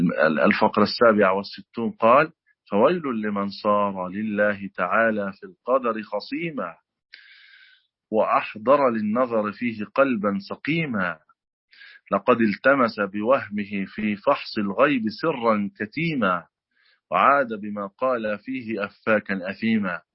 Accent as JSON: {"language": "Arabic", "country": "Egypt", "accent": "Egyptian", "said": "الكرسي في لهجتنا المصرية الكرسي"}